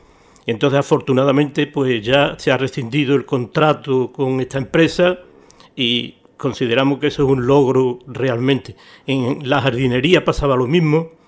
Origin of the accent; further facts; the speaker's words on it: Coria del Río, Andalusia, Spain; Yo ya en mis tiempos, yo soy de Coria